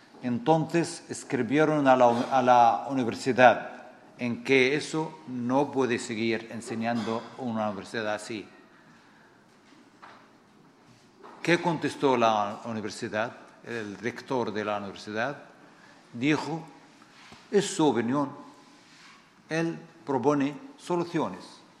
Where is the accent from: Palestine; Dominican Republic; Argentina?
Palestine; y nosotros los palestinos